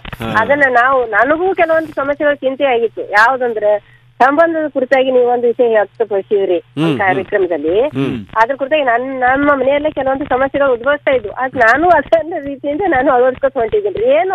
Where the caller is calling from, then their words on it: Musaligi, Karnataka, India; Vijayapura district ಮುಸಾಳಿಗೆ ಗ್ರಾಮದಿಂದ ಮಾತಾಡ್ತಾ ಇದ್ದೀನಿ ಸರ್.